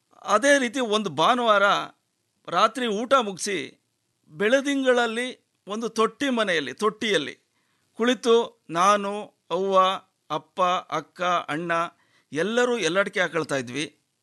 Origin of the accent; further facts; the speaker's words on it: Boppasamudra, Karnataka, India; ಮಂಡ್ಯ ಜಿಲ್ಲೆ ಮದ್ದೂರು ತಾಲೂಕು ಬೊಪ್ಪ ಸಮುದ್ರ ನನ್ನ ಹಳ್ಳಿ. ನಮ್ಮದು ಒಂದು ಕೂಡೊಟ್ಟಿನ ಕುಟುಂಬ.